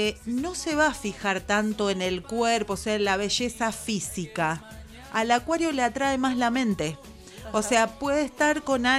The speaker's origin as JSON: {"language": "Spanish", "town": "Berisso", "region": "Buenos Aires Province", "country": "Argentina", "said": "invitarlo a la isla Paulino, yo que soy de Berisso"}